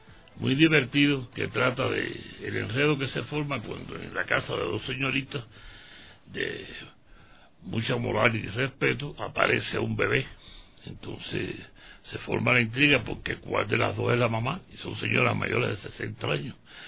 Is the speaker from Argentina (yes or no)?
no; Cuba; now in Ecuador; no soy ecuatoriano. Soy